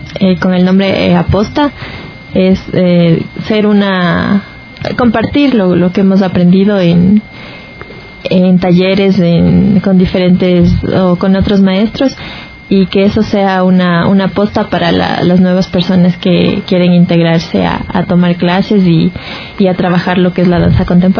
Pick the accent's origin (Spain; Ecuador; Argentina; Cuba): Ecuador; Riobamba, Chimborazo; now in Quito, Ecuador; Yo vine desde Riobamba a Quito buscando talleres en danza contemporánea